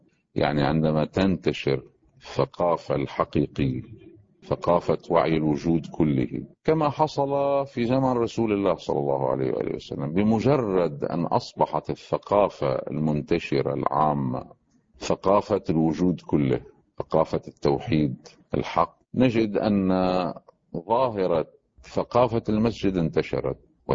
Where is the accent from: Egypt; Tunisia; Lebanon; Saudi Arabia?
Lebanon; مثلا عندنا في لبنان